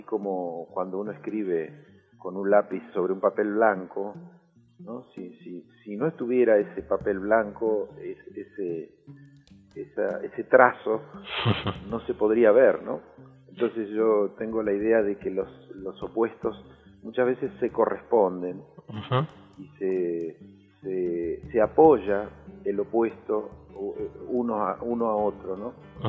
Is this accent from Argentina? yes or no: yes; Pampas, Argentina; Y a mi tierra, digamos, a mi pampa, ¿no? Al campo